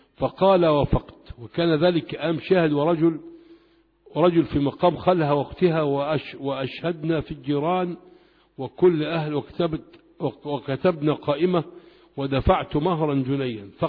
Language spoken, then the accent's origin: Arabic; Egypt; يقول لك في البلد عندنا في الأرياف